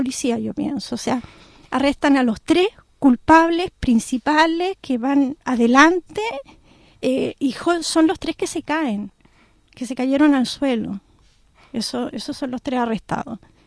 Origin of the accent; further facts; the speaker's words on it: Chile; si tú piensas que somos extranjeros, que somos chilenos